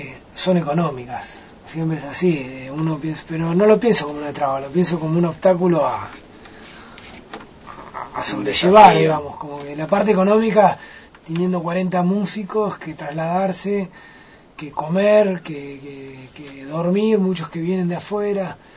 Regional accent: Argentina; Somos privilegiados los argentinos con la música que tenemos.

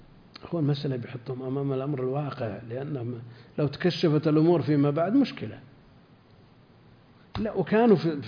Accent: Al-Qassim, Saudi Arabia; لا عندنا في القصيم كثير

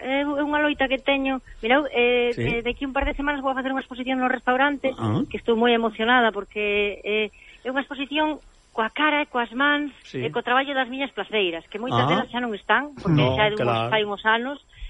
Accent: Galicia, Spain; Para min, o maior orgullo que teño como cociñeira, como galega

